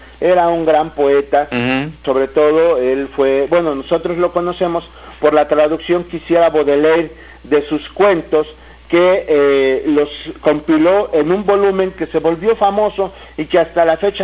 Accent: Xalapa, Veracruz, Mexico; nuestra ciudad Jalapa está hermanada con otras ciudades como Omaha

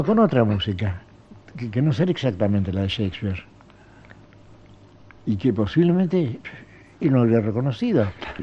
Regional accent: Buenos Aires, Argentina; also born or lived in Geneva, Switzerland; Yo soy porteño.

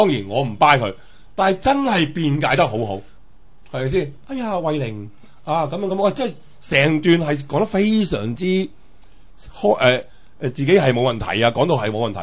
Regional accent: Hong Kong; 即系我系香港人啦。

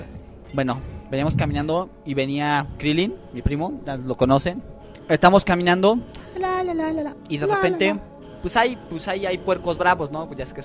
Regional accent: Galicia, Spain; porque mis abuelos no son de aquí, soy gallego.

